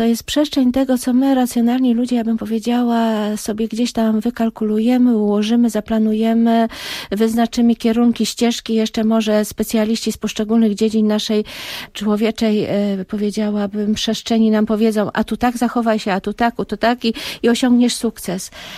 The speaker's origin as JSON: {"language": "Polish", "town": "Skrzynka", "region": "West Pomeranian Voivodeship", "country": "Poland", "said": "moja miejscowość rodzinna to jest Skrzynka w województwie zachodniopomorskim, tak się ta miejscowość nazywa, zawsze żartobliwie mówię, że ja jestem ze Skrzynki."}